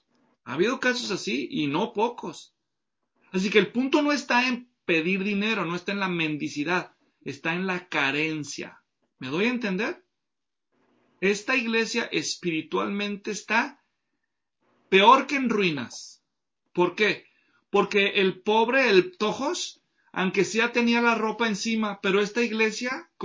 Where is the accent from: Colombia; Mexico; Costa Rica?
Mexico; Yo crecí en México, soy mexicano, para los que nos ven en otros países.